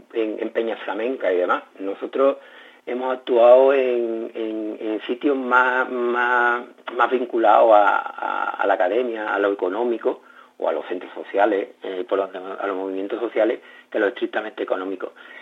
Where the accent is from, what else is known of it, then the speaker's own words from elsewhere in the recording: Morón de la Frontera, Andalusia, Spain; estuvo en mi pueblo, en Morón de la Frontera, en 1998, en el siglo XX